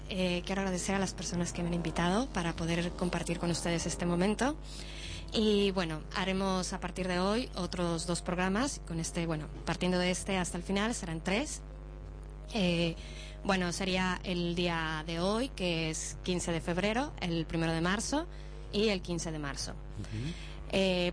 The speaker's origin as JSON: {"language": "Spanish", "country": "Mexico", "said": "Y bueno, tomando también en cuenta que yo soy mexicana."}